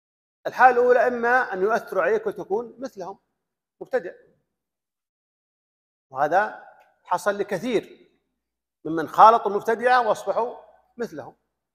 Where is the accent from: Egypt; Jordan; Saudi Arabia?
Saudi Arabia; كان يقرأ عن الإلحاد هنا عندنا في السعودية